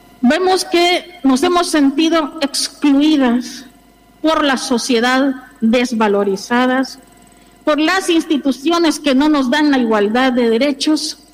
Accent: El Salvador; now in Spain; desde mi mirada latinoamericana, yo soy de El Salvador, yo he podido contemplar cuando vine aquí en el año 2009

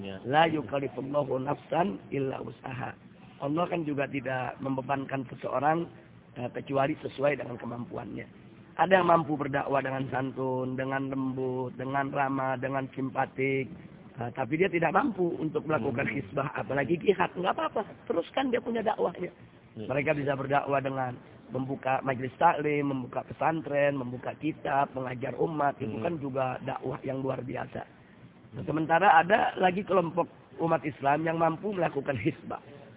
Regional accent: Indonesia; Saya datang dari Indonesia bersama keluarga

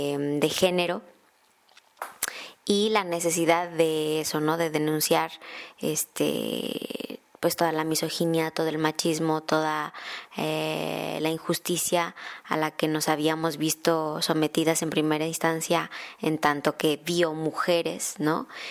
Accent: Mexico; Posteriormente viajé a México, que es de donde yo soy originaria, y colaboraba desde México

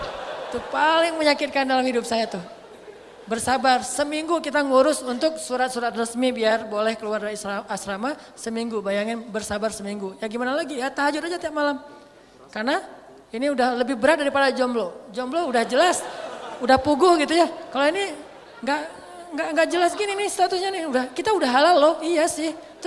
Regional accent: Aceh, Indonesia; Saya orang Aceh lagi waktu itu masih Aceh banget lah ya, masih ngomongnya mah blak-blakan, jelep gitu.

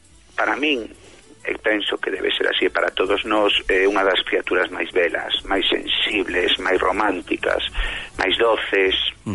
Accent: Lugo, Galicia, Spain; born there; Bueno, nacín en Lugo, digo, pero meus pais naceron nunha aldeíña moi pequeniña, moi humilde, de tres casiñas.

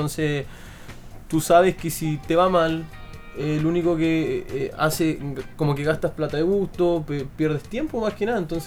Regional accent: Puerto Natales, Magallanes, Chile; De Puerto Natales.

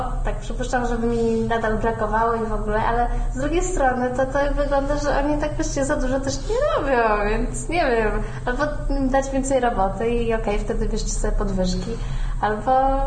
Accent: Warsaw, Masovian Voivodeship, Poland; born there; ja mieszkam na Mokotowie, urodziłam się na Woli.

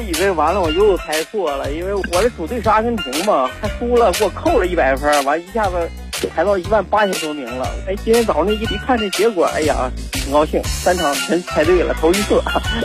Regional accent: Changping, Beijing, China; 大家好，我是来自昌平区的

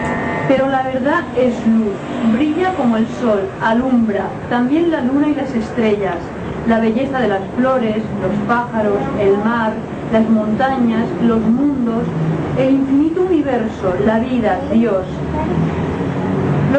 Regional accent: Spain; Tuve que sufrir los horrores, como muchos españoles, de una guerra civil en España.

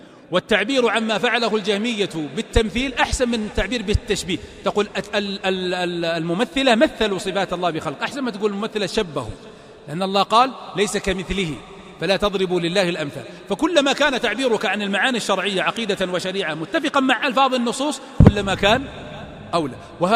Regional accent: Riyadh, Riyadh Province, Saudi Arabia; الدرايش، النوافذ قصدي، الدرايش هذه عندنا في الرياض

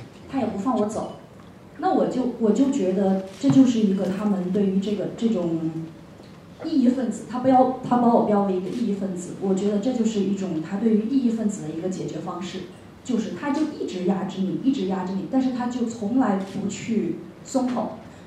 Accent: China; 我是從內地來的，所以我講普通話。

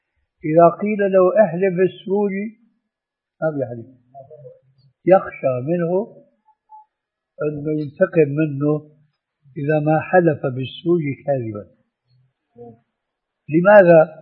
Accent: Syria; أنا أعرف هذا في سوريا، ولعل أخواننا المصريين يعرفون مثل هذا أو أكثر. عندنا في سوريا

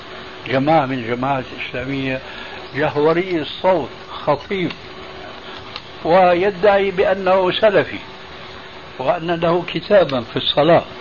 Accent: Syria; فقد وجد شيخ عندنا في سوريا

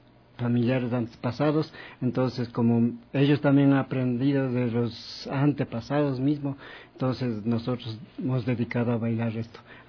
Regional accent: Pichincha, Ecuador; Nosotros somos del barrio de la Tola Chica número 3.

